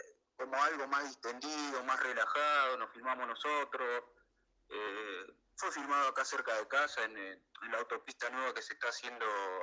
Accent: Virrey del Pino, Buenos Aires Province, Argentina; Nosotros somos de acá, del Virrey del Pino.

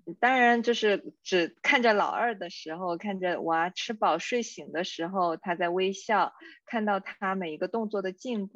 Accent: South China, China; 忽略我的普通话的前后鼻音，作为南方人，这个真的是一个很大的坑哈

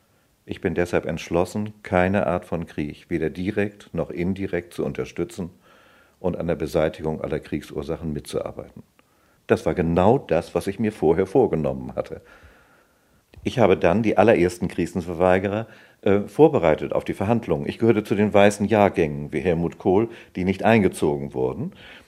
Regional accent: Hamburg, Germany; Ich bin Ende Mai 1932 geboren. Ich bin in Hamburg aufgewachsen.

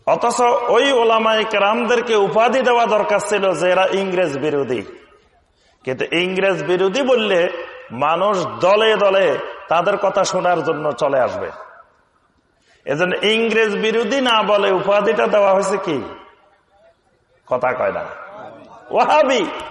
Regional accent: Feni, Chittagong Division, Bangladesh; আমার বাড়ি হলো সুদূর ফেনী নোয়াখালী অঞ্চলে, তাহলে আমার কথাবার্তার মধ্যে আপনাদের কথাবার্তা একটু পার্থক্য আছে, কিছুটা আছে।

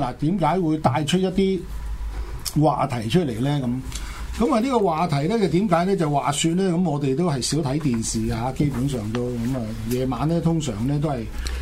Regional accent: China; 我哋中國人咧就發誓

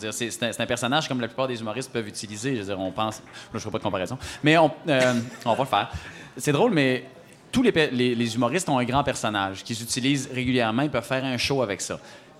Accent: Saguenay, Quebec, Canada; Moi, je viens de Saguenay.

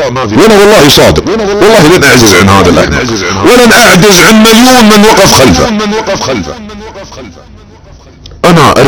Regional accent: Saudi Arabia; وانا سعودي، وانت سعودي

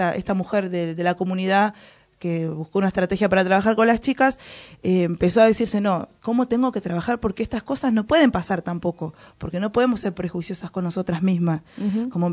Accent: Argentina; también no soy de Guatemala, pero en Argentina también hay mucha estructura machista

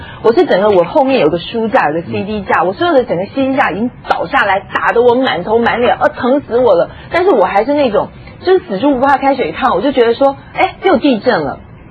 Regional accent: Taiwan; 我从小在台湾长大啊

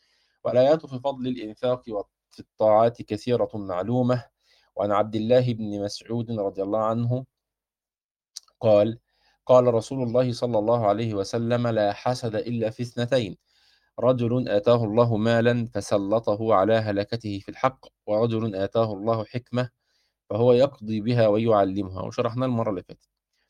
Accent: Egypt; زي ما احنا بنسميها عندنا في مصر كده الغديوه

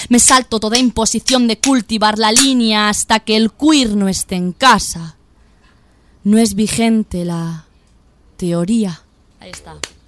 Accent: Villamayor de Santiago, Castilla-La Mancha, Spain; Que ahí hago alusiones mucho a mi pueblo, que la gente que es de Villamayor de Santiago, de Cuenca, del pueblo de mi madre, va a decir

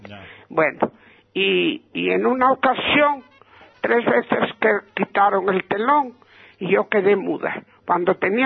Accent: Argentina; Digo, ¡soy de Argentina!

